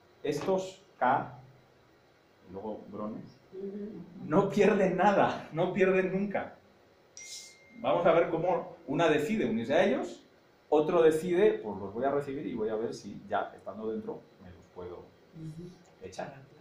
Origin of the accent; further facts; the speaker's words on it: Castile and León, Spain; accent: rural Castilian; Porque el mande forma parte de mi dialecto nativo de la Castilla rural.